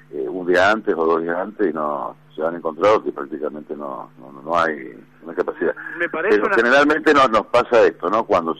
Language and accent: Spanish; Mendoza, Argentina; yo soy mendocino, tiro obviamente para la provincia